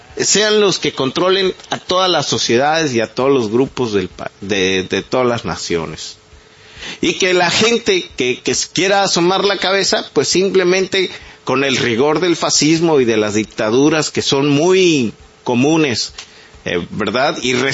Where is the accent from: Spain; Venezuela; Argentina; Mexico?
Mexico; ya llegó la hora de nuestra civilización, ya no como mexicanos, como civilización global